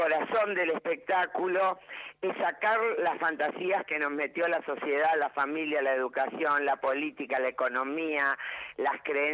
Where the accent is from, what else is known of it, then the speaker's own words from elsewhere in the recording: Buenos Aires, Argentina; also born or lived in Vienna, Austria; Sé que caí a los 3 años cuando volví de Europa, nací en Viena, y el primer lugar que pisé fue el Teatro Maipo.